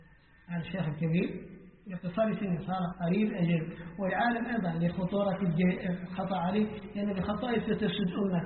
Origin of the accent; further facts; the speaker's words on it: Mauritania; نحن الآن عندنا في موريتانيا الآن للأسف